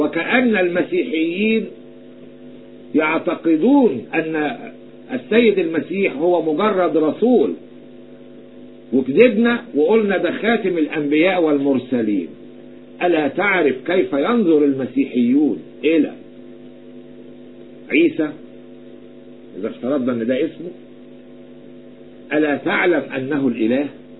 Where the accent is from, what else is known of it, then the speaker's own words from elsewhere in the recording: Egypt; أنا أتحدث كمصري يعلم الرب، لا أتحدث كمسيحي،